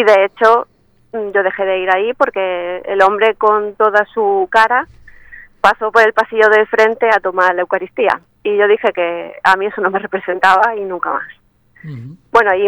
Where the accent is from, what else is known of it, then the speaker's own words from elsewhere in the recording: Argentina; moved away as an adult; now in Murcia, Spain; que no se me note con este tono que llevo, soy argentina y vivo aquí hace ya 19 años.